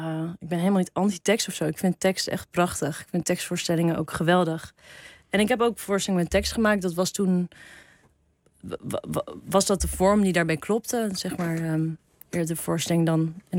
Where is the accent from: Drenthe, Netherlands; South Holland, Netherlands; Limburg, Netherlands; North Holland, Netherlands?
North Holland, Netherlands; Heemstede; Heemstede.